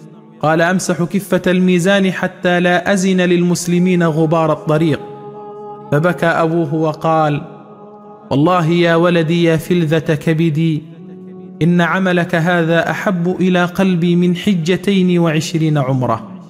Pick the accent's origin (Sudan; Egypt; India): Egypt; Upper Egypt; عندنا في الصعيد يقولون إذا كبر ولدك خويه مش ربيه